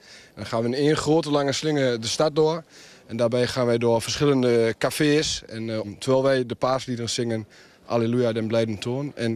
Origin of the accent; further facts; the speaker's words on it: Oud-Marsum, Friesland, Netherlands; Katholieke jongens. Opgegroeid in Oud-Marsum. Allemaal ongehuwd.